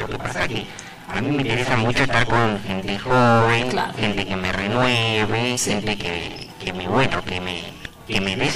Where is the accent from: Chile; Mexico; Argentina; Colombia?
Argentina; Rosario, Santa Fe; De Rosario.